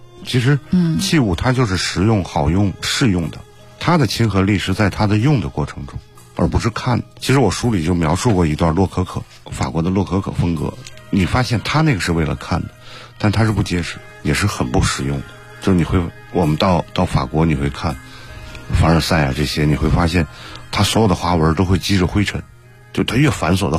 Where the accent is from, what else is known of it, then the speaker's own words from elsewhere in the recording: China; 我们中国人